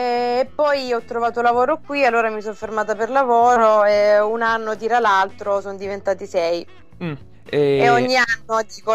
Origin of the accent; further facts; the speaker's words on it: Spongano, Apulia, Italy; now in Shanghai, China; Spongano, in provincia di Lecce.